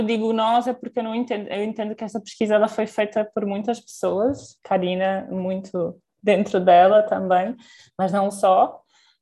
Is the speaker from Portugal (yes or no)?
yes; Portugal; moved away as an adult; now in São Paulo, Brazil; eu sou portuguesa, para quem não me conhece, e a minha formação base foi em Portugal